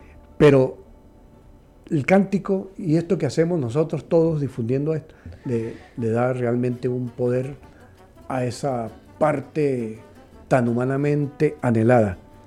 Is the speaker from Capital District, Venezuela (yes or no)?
no; La Grita, Táchira, Venezuela; soy nativo de La Grita, de la Atenas del Táchira, una ciudad muy conservadora en lo religioso, en la religión católica.